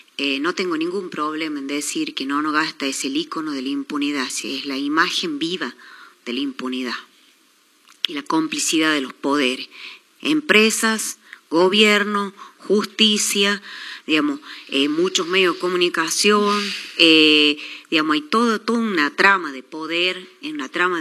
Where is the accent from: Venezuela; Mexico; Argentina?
Argentina; Chilecito, La Rioja; yo nací en Chilecito, me crié acá